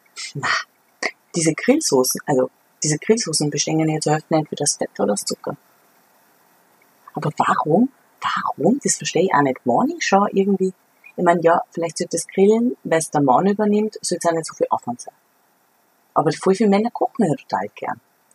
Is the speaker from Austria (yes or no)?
yes; Ottensheim, Upper Austria, Austria; Naja, ich komme aus Ottensheim.